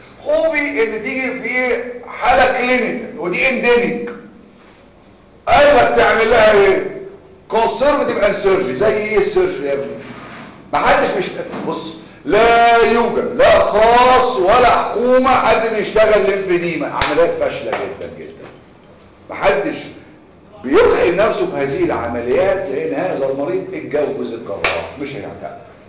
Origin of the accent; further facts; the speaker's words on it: Cairo, Cairo Governorate, Egypt; عندنا في القاهره امبابه الهرم الجيزه